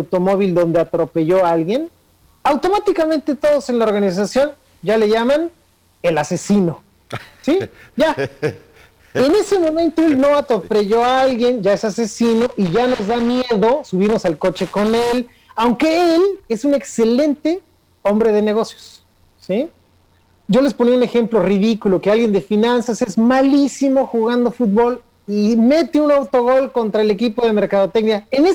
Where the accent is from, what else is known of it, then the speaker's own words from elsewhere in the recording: Mexico; algo que tenemos que hacer como mexicanos es aprender a conversar con los demás